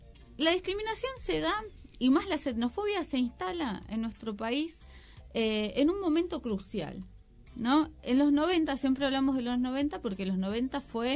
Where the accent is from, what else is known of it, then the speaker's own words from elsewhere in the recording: Argentina; yo nací en Argentina, soy argentina